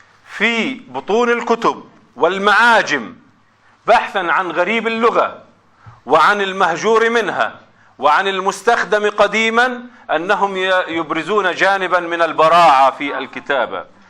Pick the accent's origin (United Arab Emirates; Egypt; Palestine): Palestine; Gaza, Gaza Strip; إذا كان هنالك انقطاع كما عندنا في غزة